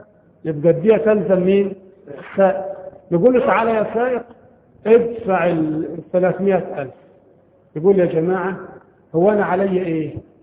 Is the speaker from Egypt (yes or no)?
yes; Egypt; طبعا عندنا في مصر هذا القانون غير مطبق شرعا